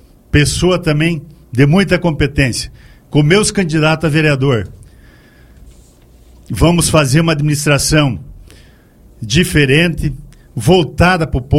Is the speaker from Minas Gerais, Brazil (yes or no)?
no; Guatambu, Santa Catarina, Brazil; born there; principalmente de Guatambu, né, minha terra, onde eu nasci.